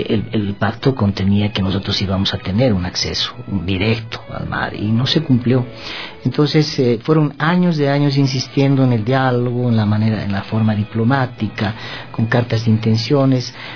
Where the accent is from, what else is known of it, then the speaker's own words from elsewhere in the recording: Bolivia; Entonces hemos tenido que optar como bolivianos a la Corte Internacional de La Haya